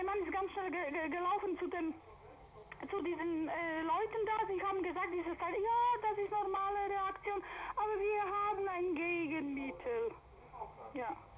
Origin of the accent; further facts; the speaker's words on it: Silesian Voivodeship, Poland; now in Germany; wir kommen aus Schlesien